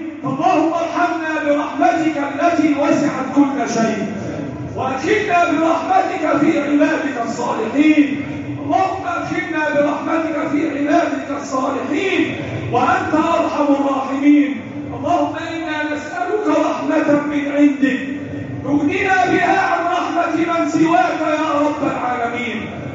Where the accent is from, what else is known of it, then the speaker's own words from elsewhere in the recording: Egypt; بلدنا مصر